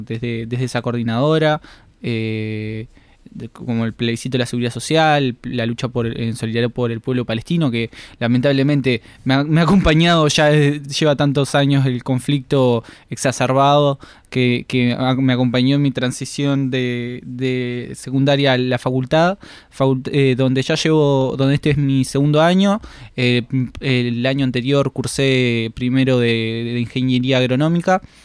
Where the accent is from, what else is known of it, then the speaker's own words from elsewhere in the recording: Montevideo, Uruguay; yo vengo de una familia con tradición militante. Soy del barrio de La Teja, que también es un contexto bastante político en todos los factores